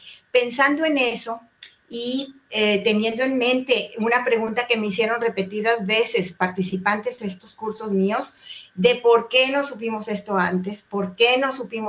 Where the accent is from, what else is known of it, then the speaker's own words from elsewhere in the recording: Mexico; de México, tengo 50 años de casada